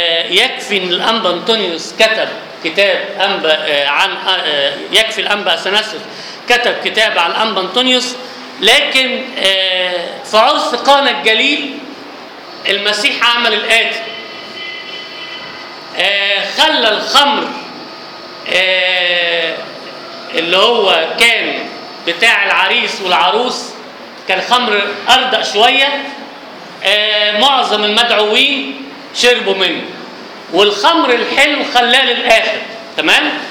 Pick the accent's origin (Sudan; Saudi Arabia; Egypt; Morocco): Egypt; فبالاولى احنا كمصريين نمدح الناس اللي هم عاشوا بينا